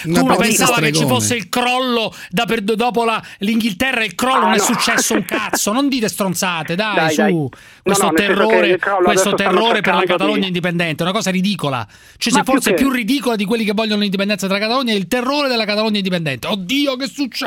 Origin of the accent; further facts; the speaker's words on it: Rome, Lazio, Italy; born there; Io veramente sono nato a Roma, per cui proprio terrone non posso essere, diciamo.